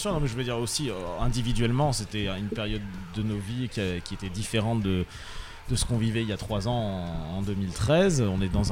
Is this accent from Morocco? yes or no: no; France; en tant que Français, c'était important aussi